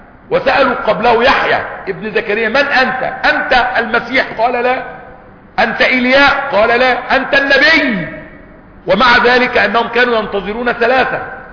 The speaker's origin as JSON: {"language": "Arabic", "country": "Egypt", "said": "وحتى عندنا في مصر وبلادنا يقول لك ولاد اصول"}